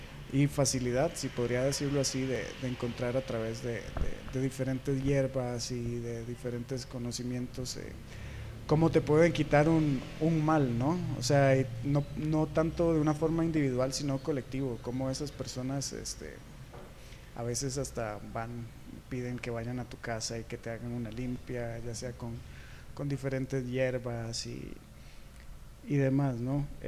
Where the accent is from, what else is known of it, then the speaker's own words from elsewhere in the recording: Costa Rica; now in Mexico; desde que estoy acá en el país, yo soy de Costa Rica